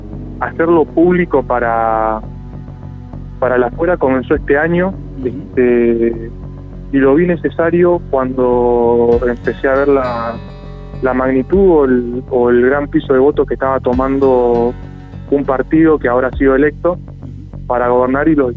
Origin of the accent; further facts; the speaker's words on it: Santa Rosa, La Pampa, Argentina; Yo soy de Santa Rosa, de La Pampa, entonces venía a Buenos Aires a verlo.